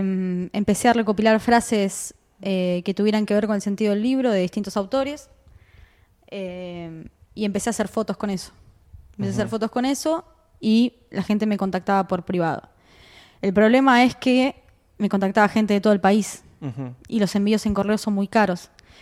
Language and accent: Spanish; Buenos Aires, Argentina; sobre mi infancia en Pompeya.